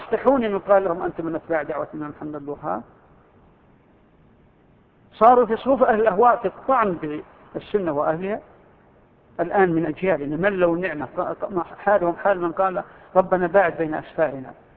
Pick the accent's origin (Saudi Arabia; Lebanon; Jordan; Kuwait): Saudi Arabia